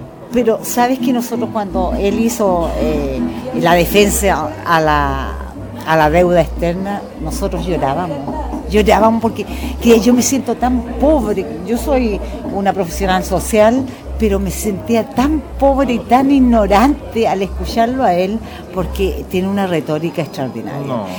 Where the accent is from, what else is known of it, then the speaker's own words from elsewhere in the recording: Chile; Una vergüenza como chilena.